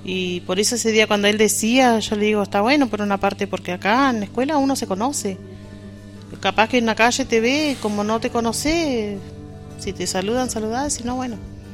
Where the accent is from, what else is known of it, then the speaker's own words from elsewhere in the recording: El Bolsón, Río Negro, Argentina; Yo soy nacida y criada acá en Bolsón y conozco de acá a Bariloche